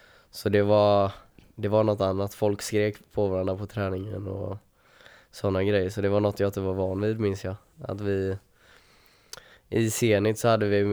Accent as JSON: {"language": "Swedish", "town": "Torslanda", "region": "Västra Götaland County", "country": "Sweden", "tie": "born or raised there", "moved": "yes", "said": "Jag är uppvuxen i Torslanda. Så mina föräldrar och bror flyttade dit när jag tror det var precis när jag föddes."}